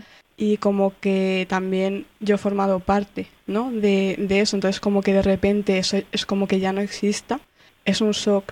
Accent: Valencian Community, Spain; es mi pueblo también porque soy valenciana, o sea, yo he nacido ahí.

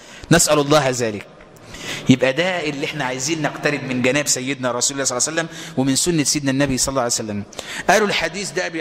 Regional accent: Egypt; انا مصري وابويا مصري وارفع راسك فوق انت مصري.

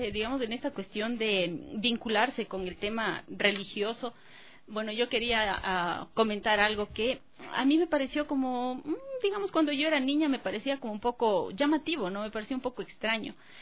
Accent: Guaitacama, Cotopaxi, Ecuador; un grupo de danza que había en mi pueblo natal, en Guaitacama.

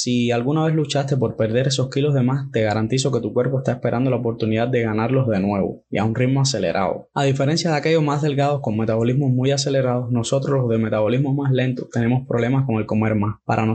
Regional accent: Cuba; en mi caso, que soy de Cuba, pues no cuesta nada, hasta donde tengo entendido

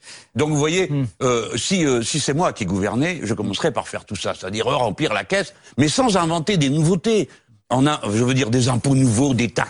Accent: France; Bon, nous sommes Français, nous partageons les malheurs et les bonheurs de notre pays.

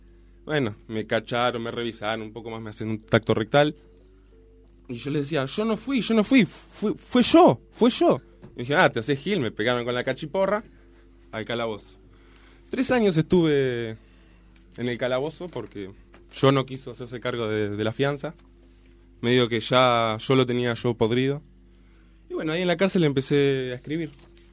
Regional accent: Isaba, Navarre, Spain; Yo soy de Navarra, Nafarroa, en vasco dicho. Que es un pueblito cerca de los... Que hay un pueblito que se llama Izaba, que está cerca de los Pirineos.

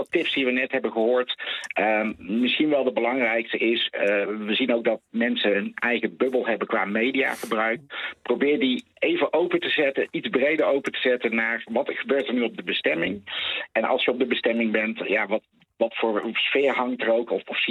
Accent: Netherlands; niet alleen wij als Nederlanders, maar de hele wereld.

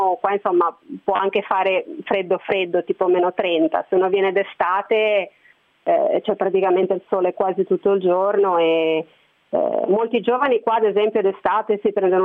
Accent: Genoa, Liguria, Italy; Io sono di Genova, quindi è una città abbastanza grande, insomma anche relativamente caotica.

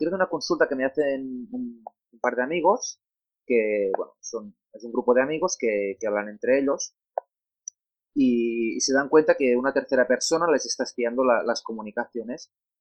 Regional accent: Spain; first language Catalan; Spanish is a second language; yo soy catalano parlante de origen, es mi lengua materna, pero prefiero expresarme hablando de tecnología y hablando con mi entorno en castellano.

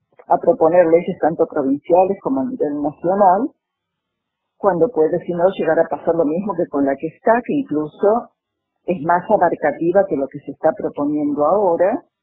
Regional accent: Córdoba, Argentina; also born or lived in La Plata; yo soy cordobesa, pero viví 30 años acá, viviendo, trabajando, estudiando, y después fui a seguir viviendo más de 30 años en La Plata, y hace 2 años y medio que he venido otra vez a la provincia de Córdoba, y el lugar que he elegido para vivir es este, es Agua de Oro.

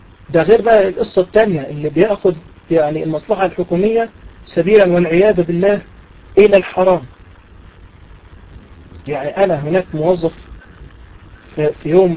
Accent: Egypt; دي من الأمثلة المشهورة عندنا في مصر

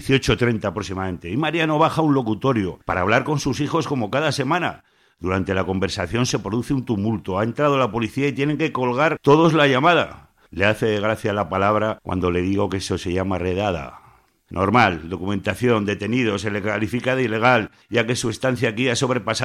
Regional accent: Spain; born there; siento vergüenza ajena cómo te han tratado en este país donde yo nací

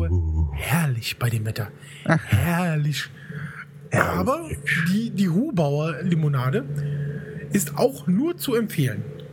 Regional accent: Rhineland, Germany; Also ich bin Rheinländer. Ich bin ein Rheinländer, Junge.

